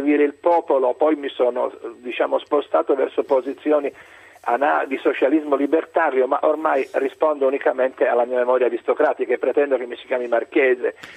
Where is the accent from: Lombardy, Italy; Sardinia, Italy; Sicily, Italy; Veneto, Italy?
Sicily, Italy; Palermo; io da palermitano, dopo 8 ore trascorse nella città dove sono nato